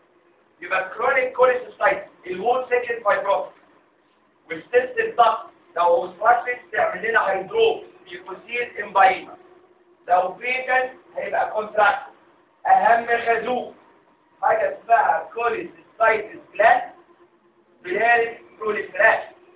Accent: Egypt; هو تكرر الكلام ده عندنا في مصر. يعني هو تكرر ان عندنا في مصر يطلق في السجن

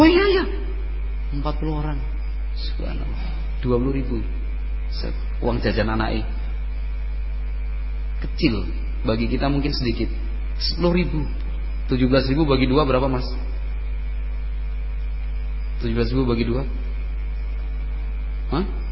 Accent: Java, Indonesia; kalau kita orang Jawa itu atau watak kita dan karakter orang Indonesia itu malu, sungkan

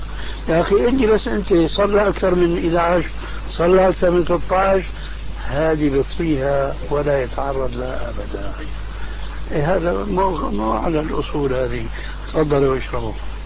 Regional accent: Syria; كما يقولون عندنا في الشام

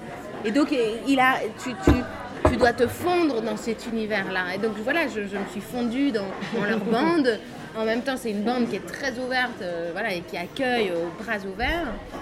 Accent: Belgium; now in Paris, France; Je pense que les Belges ne sont même pas au courant que je suis belge.

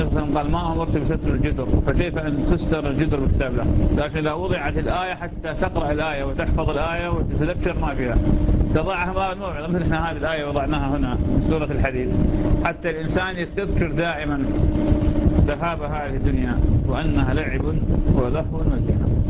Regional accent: Iraq; هاي نوع من أنواع الحمضيات ما موجودة عندنا في العراق

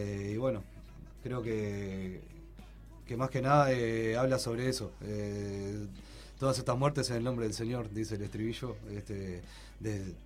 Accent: Uruguay; porque somos uruguayos, obviamente.

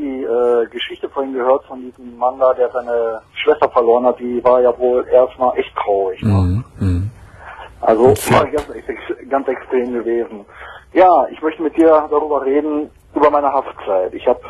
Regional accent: Geldern, North Rhine-Westphalia, Germany; da in Geldern, wo ich herkomme

